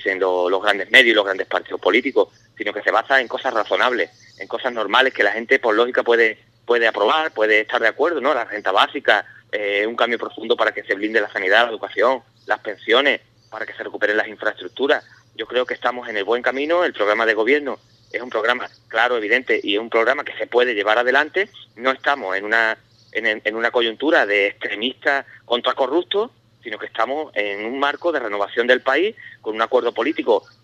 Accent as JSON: {"language": "Spanish", "town": "Medina Sidonia", "region": "Andalusia", "country": "Spain", "said": "El campo de la sierra, de la campiña, yo soy de Medina Sidonia, el campo de Jerez"}